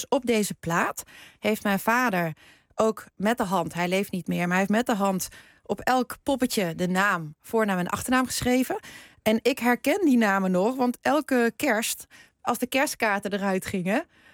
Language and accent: Dutch; Netherlands; born there; Ik ben in Nederland geboren